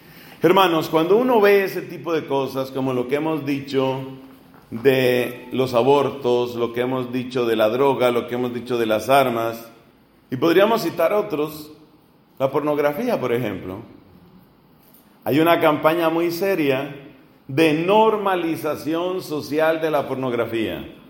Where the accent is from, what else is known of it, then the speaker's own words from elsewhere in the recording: Colombia; es una vergüenza en mi país y es algo que hemos tenido que cargar muchos colombianos